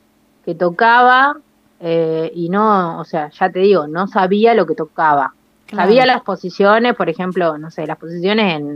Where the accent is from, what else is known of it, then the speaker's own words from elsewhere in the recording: Saladillo, Buenos Aires Province, Argentina; yo estaba en Saladillo, yo soy de Saladillo, eso no lo dije.